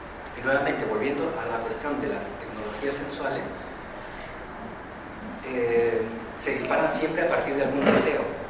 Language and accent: Spanish; Peru; moved away; En el momento en el cual salimos como grupo de Perú para hacer una gira, y a partir de eso yo me quedo, pues todos nos quedamos en Europa